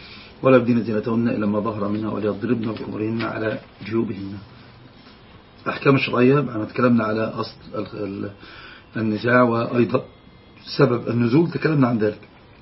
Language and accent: Arabic; Egypt; عندنا في مصر يقول الحمى اللي هو الأب الزوج